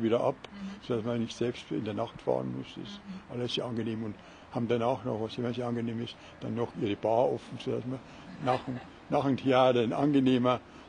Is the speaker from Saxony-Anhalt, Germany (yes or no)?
no; Munich, Bavaria, Germany; Also wir waren als Münchner schon echte Exoten.